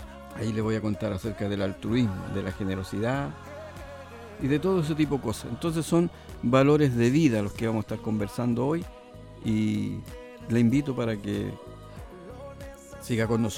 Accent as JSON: {"language": "Spanish", "country": "Chile", "said": "Aunque no le agrade, vote por alguien que le pueda quizás para el lado suyo, como decimos los chilenos, tincar un poco más."}